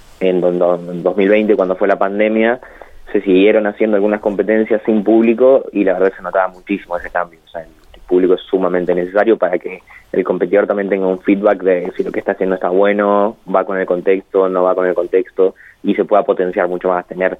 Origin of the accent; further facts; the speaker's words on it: La Pampa, Argentina; Sabemos que somos de La Pampa, que es una provincia que, si bien está muy bien posicionada a nivel nacional, es chica